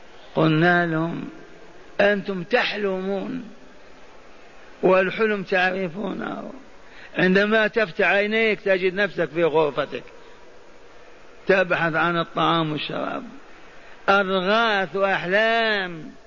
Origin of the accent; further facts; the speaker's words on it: Algeria; عندنا في الجزائر الجامع الكبير،